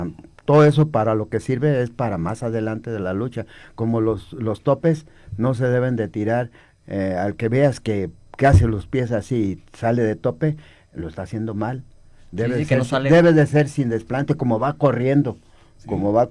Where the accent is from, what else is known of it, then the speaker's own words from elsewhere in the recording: Ameca, Jalisco, Mexico; A todos mis paisanos, yo soy de Ameca, Jalisco.